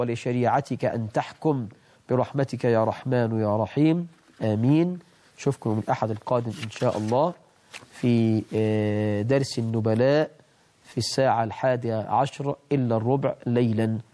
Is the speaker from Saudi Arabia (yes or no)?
no; Egypt; أسأل الله عز وجل أن يجعل بلدنا مصر أمنا أمانة